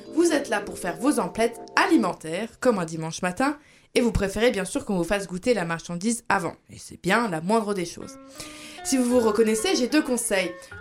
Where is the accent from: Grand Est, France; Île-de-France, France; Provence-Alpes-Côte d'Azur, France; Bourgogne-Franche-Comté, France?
Grand Est, France; Parce que moi, voyez-vous, je viens d'Alsace, près de Strasbourg, qui n'est ni plus ni moins la capitale de Noël.